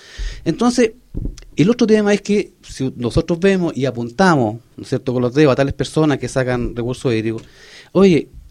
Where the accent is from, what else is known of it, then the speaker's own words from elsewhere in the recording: Vallehermoso, Canary Islands, Spain; yo soy de Vallehermoso, he sido criado, nacido en Vallehermoso